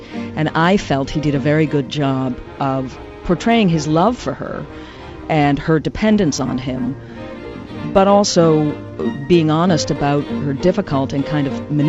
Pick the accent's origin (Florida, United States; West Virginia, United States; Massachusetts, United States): Massachusetts, United States; Boston; I grew up in Boston, and so it wasn't too far, and it was a nice place to be in summer.